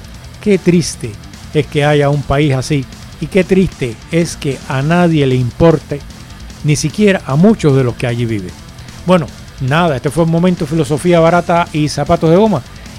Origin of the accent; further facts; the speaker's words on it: Cuba; ¿Qué va a pasar en mi país? ¿Qué va a pasar en Cuba? No lo sabemos, pero aquello es un estado fallido desde hace muchos años